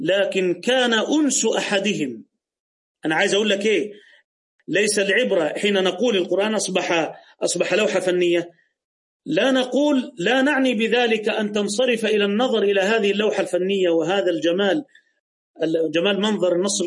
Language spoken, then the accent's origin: Arabic; Egypt